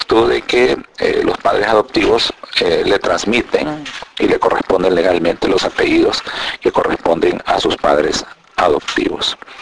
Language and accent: Spanish; Honduras; Soy técnico registral hondureño.